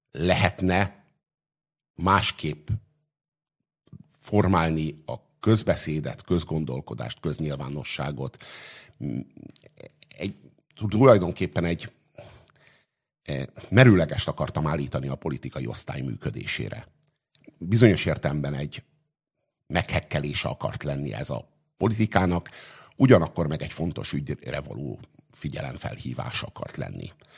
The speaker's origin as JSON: {"language": "Hungarian", "region": "Budapest", "country": "Hungary", "tie": "born or raised there", "said": "Én megtettem egy ajánlatot a budapestieknek, egyrészt azért, hogy a szülővárosomból kihozzuk azt, ami benne"}